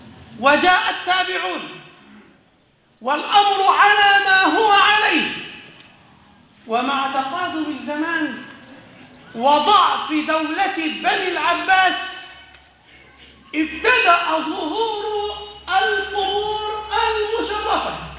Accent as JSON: {"language": "Arabic", "town": "Aswan", "region": "Aswan Governorate", "country": "Egypt", "said": "الضريح ده بقدرة قادر تحول عندنا في أسوان"}